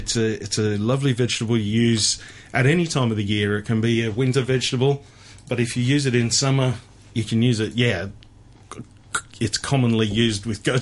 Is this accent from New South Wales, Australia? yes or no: no; Melbourne, Victoria, Australia; I am from Melbourne.